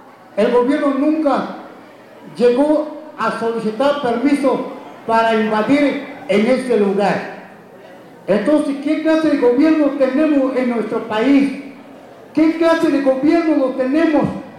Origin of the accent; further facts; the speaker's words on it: San Juan Comaltepec, Oaxaca, Mexico; first language Chinantec; Spanish is a second language; pueblos indígenas, mi lengua es chinanteco. Yo presento, mis autoridades se encuentran en este lado. Somos municipio de San Juan Comaltepec